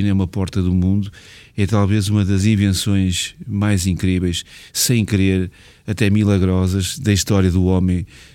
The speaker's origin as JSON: {"language": "Portuguese", "country": "Portugal", "lives_now": "Macau", "said": "Por acaso sou português"}